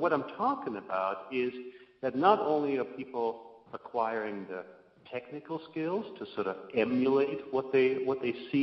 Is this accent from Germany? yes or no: yes; Germany; English is a second language; moved away as an adult; now in Helena, United States; And I lived here in Montana for about 25 years. I'm originally from Germany. And lived there for about 20-25 years.